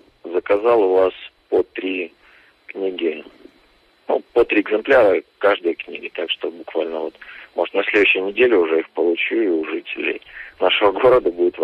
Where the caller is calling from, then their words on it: Anapa, Krasnodar Krai, Russia; но в моем городе я из Анапы звоню